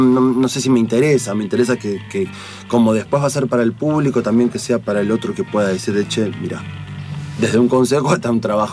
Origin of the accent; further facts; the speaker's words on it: La Plata, Buenos Aires Province, Argentina; porque encima soy de La Plata